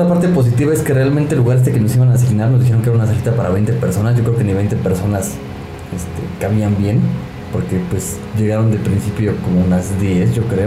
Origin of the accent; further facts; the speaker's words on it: Mexico City, Mexico; Los que somos aquí de la Ciudad de México ya saben que está monstruoso.